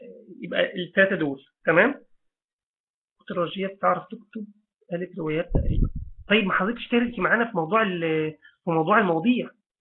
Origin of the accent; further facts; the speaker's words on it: Mansoura, Dakahlia, Egypt; فمثلا انا، مثلا انا من المنصوره